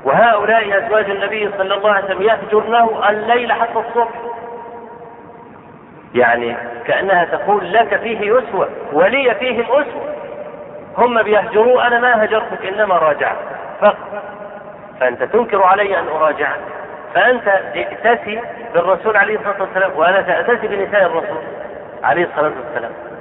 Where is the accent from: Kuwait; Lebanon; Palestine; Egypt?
Egypt; شوف عندنا في مصر